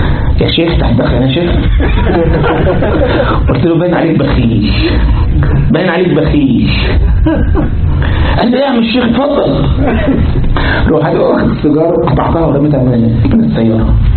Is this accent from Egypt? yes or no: yes; Egypt; وبعدين احنا عندنا في مصر ممكن ايه واحد يركب يستاجر التاكس